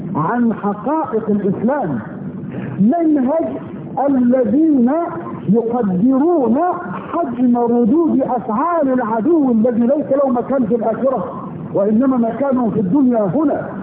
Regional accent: Egypt; اذا بلدنا مصر مثلا هانت بلدنا على الله

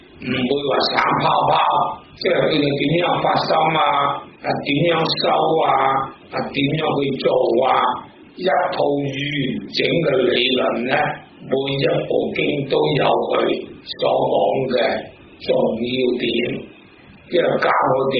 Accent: Hong Kong; born there; 因為本身我係香港出世嘅，我喺灣仔揸啤度出世嘅，喺六角飯店背後出世嘅。

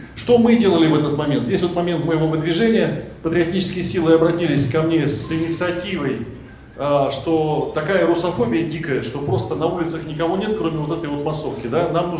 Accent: Siberia, Russia; я родился и вырос в Сибири, я сын советского офицера, белоруса

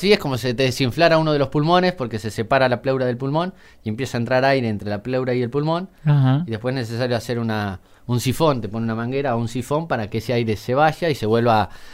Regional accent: Casbas, Buenos Aires, Argentina; born there; Nací en Casbas. Uh-huh. Nací en Casbas, hijo de madre soltera

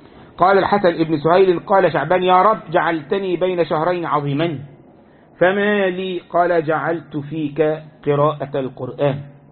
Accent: Egypt; ها عندنا في مصر أكلة مخصوصة العاشوراء

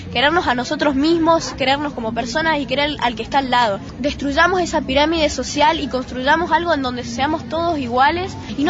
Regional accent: Mendoza, Argentina; de Mendoza, tengo 13 años

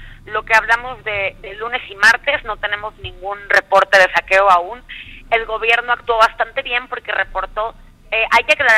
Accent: Xalapa, Veracruz, Mexico; Te saluda, como bien dices, desde Jalapa, Veracruz, en una muy tarde fría, en una fría tarde veracruzana

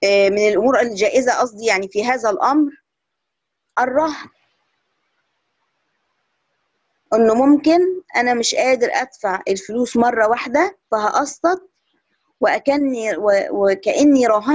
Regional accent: Egypt; هنلاقي إنها انتشرت جدا عندنا في مصر

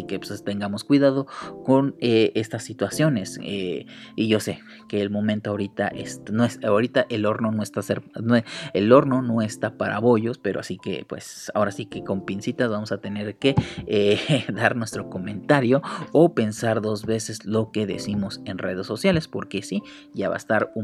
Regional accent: Mexico; como mexicanos nos debe interesar

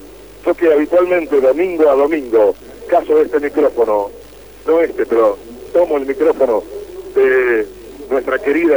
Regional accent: Uruguay; moved away as an adult; now in Rosario, Argentina; Yo soy uruguayo, para aquellos que me están escuchando fuera de la provincia y que no me conocen, que está radicado hace 24 años y siempre como relator.

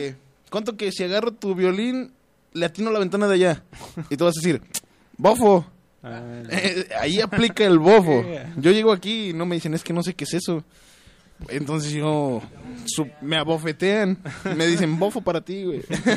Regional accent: San Luis Potosí, Mexico; yo llego a Guadalajara, yo soy de San Luis Potosí. Yo llego a Guadalajara y me asombra porque no conocen esto.

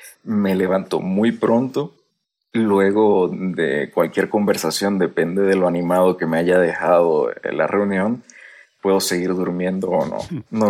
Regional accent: Venezuela; now in Spain; Siempre me han dicho que soy mexicano. En realidad, mi origen es venezolano. Ajá. Aunque me nacionalicé español en el año 2001

